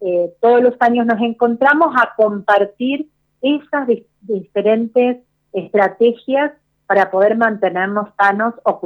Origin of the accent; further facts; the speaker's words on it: Misiones, Argentina; yo soy de Misiones, vivo en El Prado, en Misiones.